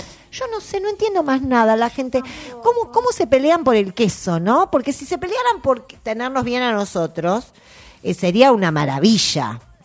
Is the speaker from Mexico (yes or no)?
no; Argentina; por qué nosotros como argentinos no tratamos de abrir un poquito las especies al mundo